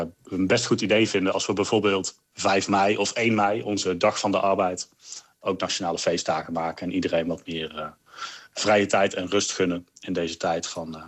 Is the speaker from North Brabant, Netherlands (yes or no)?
yes; North Brabant, Netherlands; En als Brabander, voor mij belangrijk, carnaval vrij